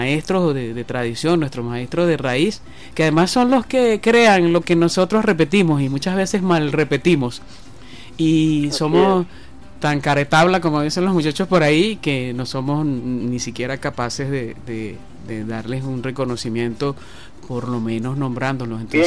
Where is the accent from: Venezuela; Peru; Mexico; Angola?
Venezuela; nos conforman a nosotros como venezolanos, como gentilicio, como pueblo